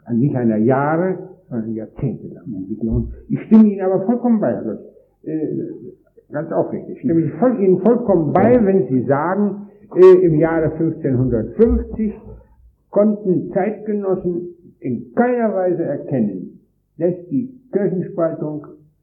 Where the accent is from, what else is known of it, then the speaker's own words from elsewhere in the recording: Wrocław, Lower Silesian Voivodeship, Poland; und in meiner Heimat Breslau